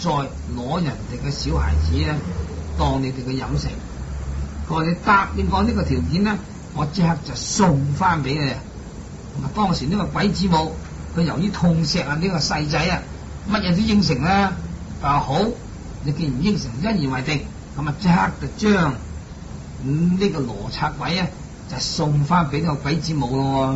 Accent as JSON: {"language": "Cantonese", "country": "Hong Kong", "said": "即是我哋香港人所講"}